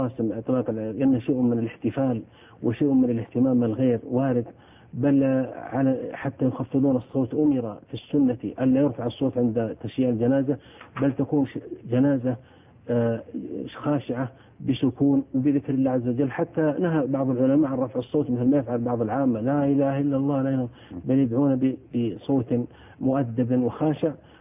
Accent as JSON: {"language": "Arabic", "country": "Saudi Arabia", "said": "أنه في زواجات حصلت مثل عندنا في السعودية"}